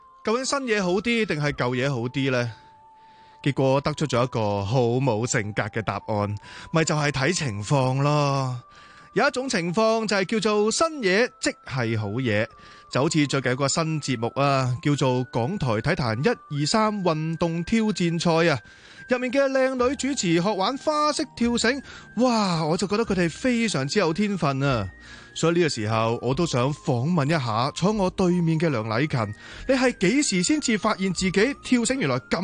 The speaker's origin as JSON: {"language": "Cantonese", "town": "Sha Tin", "region": "New Territories", "country": "Hong Kong", "tie": "born or raised there", "said": "系我细细个住沙田嘅旧邻居嚟嘅。"}